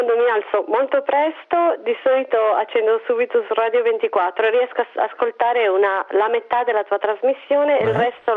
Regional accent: Arzana, Sardinia, Italy; now in Mainz, Germany; Sono della provincia di Ogliastra.

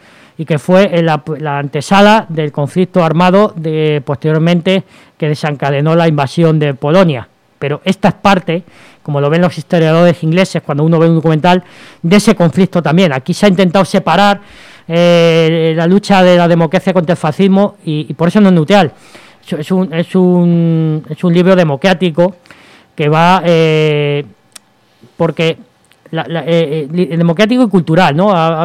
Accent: Valdetorres de Jarama, Community of Madrid, Spain; sabemos por dos de mi pueblo, de Valdeteo de Jarama

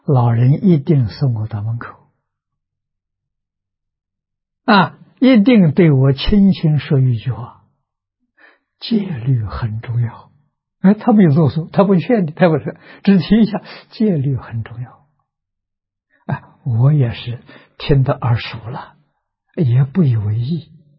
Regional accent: China; 我们是现代人，我们是中国人，我们的生活规范是中国古圣先贤定的

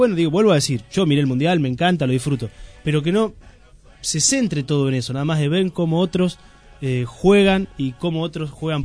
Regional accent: Argentina; ahí somos todos argentinos y nos confundimos todos y somos todos lo mismo

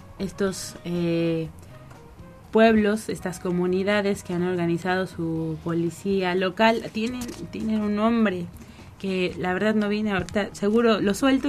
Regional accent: Mexico; como pueblo mexicano, como pueblo latinoamericano, también podemos aprender

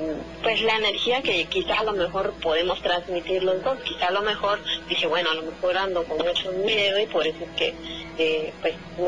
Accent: Hidalgo, Mexico; cuando yo vivía en casa de mis papás, yo soy de Hidalgo. Vivía en casa de mis papás, yo era más chica.

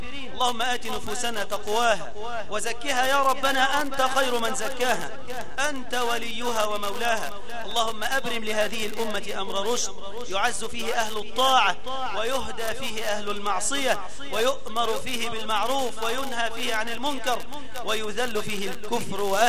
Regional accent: Egypt; اللهم إنا نسألك أن تجعل بلدنا مصر هذا أمنا أمانا رخاء مطمئنا

